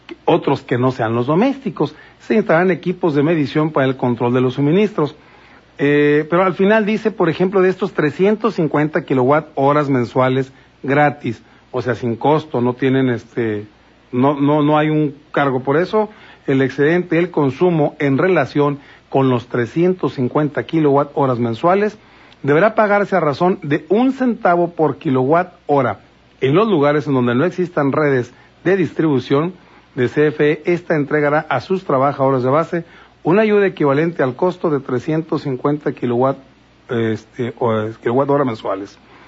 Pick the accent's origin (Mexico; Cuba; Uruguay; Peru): Mexico; Falta esa educación hacia nosotros, cada uno como mexicano, para comprender qué escuchamos.